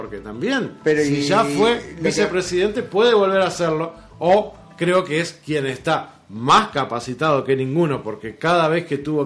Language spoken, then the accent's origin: Spanish; Uruguay; Y vamos a entrar en otro tema que nos concierne a todos como uruguayos.